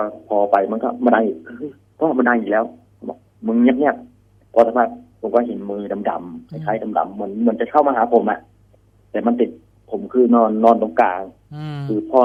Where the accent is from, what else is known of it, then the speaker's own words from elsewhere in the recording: Trat, Thailand; born there; ผมเกิดที่จังหวัดตราดครับ